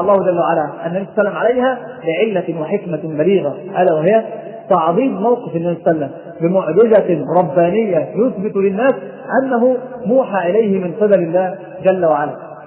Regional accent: Egypt; ناس عندنا في مصر يستحمل مندل يروح العراف

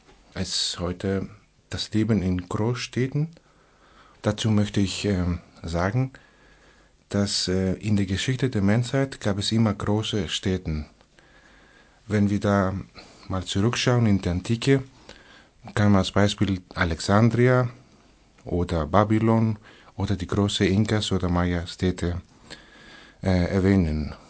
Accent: Thessaloniki, Central Macedonia, Greece; German is a second language; Es gibt außer die Hauptstadt, die zweitgrößte Hauptstadt Thessaloniki, wo ich herkomme.

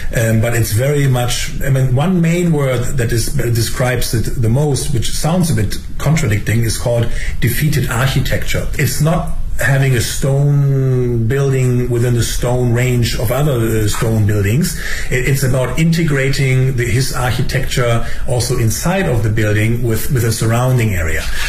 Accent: Germany; English is a second language; I mean, I'm from Germany. We also don't have bamboo.

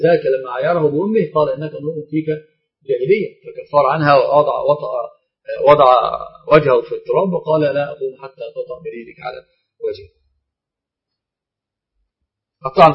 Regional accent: Egypt; طبعا عندنا في مصر بالذات الخطأ الفاحش اللي نقع فيه

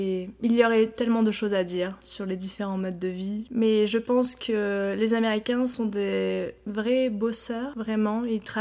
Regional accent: France; now in San Francisco, United States; Je suis née à San Francisco. J'ai grandi en France et je suis revenue vivre à San Francisco il y a un an et demi.

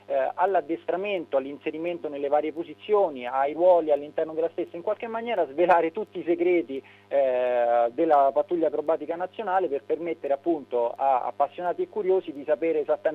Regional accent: Rome, Lazio, Italy; io sono di Roma, quindi diciamo ho la fortuna di vederle quantomeno sorvolare

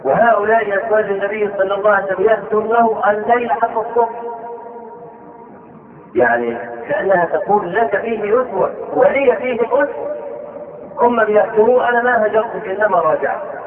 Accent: Egypt; نشوف عندنا في مصر

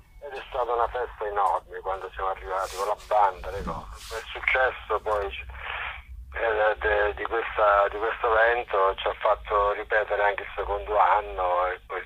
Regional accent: Duronia, Molise, Italy; Perché non andiamo da Roma a Durogne, Durogne che è il mio paese, con le biciclette?

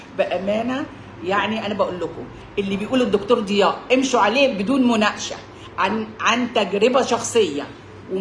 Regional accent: Suez, Suez Governorate, Egypt; عشان احنا من السويس وكنا غرقانين جمبري وصوبيا

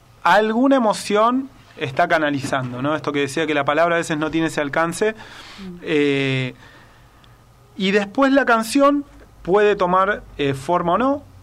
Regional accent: Buenos Aires, Argentina; now in Tanti, Argentina; cuando me vine de Buenos Aires para acá, que mi desafío era vivir afuera de una ciudad. O sea, tener esa experiencia de vivir en un lugar que no sea una ciudad. Y así es que, bueno, me mudé a Tanti y después al barrio Los Chañares.

